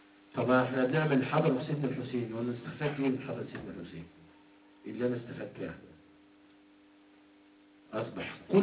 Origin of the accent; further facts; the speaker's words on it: Egypt; يعني انا من مصر اهو